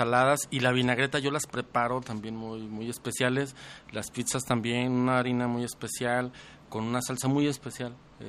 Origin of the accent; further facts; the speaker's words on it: Guadalajara, Jalisco, Mexico; fíjate, soy de Guadalajara. Soy de Guadalajara